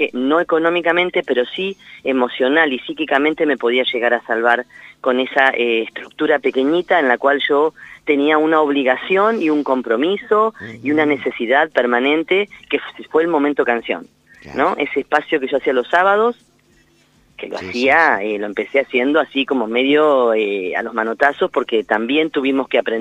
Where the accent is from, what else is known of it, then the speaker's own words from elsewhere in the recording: Lincoln, Buenos Aires Province, Argentina; yo soy de Lincoln, oriunda de la ciudad de Lincoln